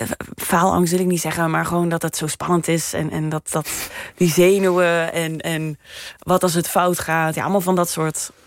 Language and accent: Dutch; Limburg, Netherlands; Want ik kom uit Midden-Limburg en dat is weer een ander accent dan Noord-Limburg.